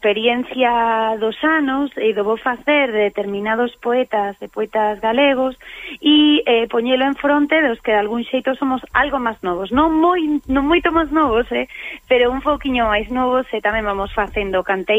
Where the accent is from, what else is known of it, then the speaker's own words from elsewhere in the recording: Lugo, Galicia, Spain; eu son lucense, lucense que presume de ser lucense, a pesar de non vivir en Lugo